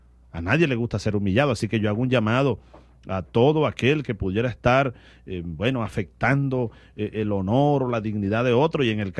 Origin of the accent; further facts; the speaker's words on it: Barinas, Venezuela; tú sabes que los barineses estamos en todas partes.